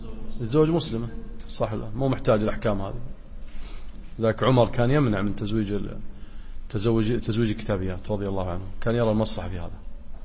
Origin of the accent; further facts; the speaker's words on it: Kuwait; وذاك أكثر حالات الطلاق عندنا في الكويت والنسب عالية جدا